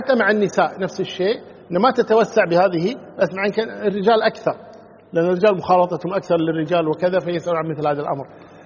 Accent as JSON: {"language": "Arabic", "country": "Kuwait", "said": "حنا عندنا في الكويت هنا يعني شغلة زينة شينة"}